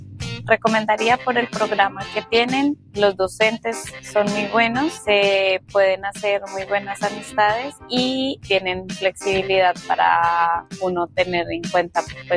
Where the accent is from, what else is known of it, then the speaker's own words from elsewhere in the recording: Colombia; vengo de Colombia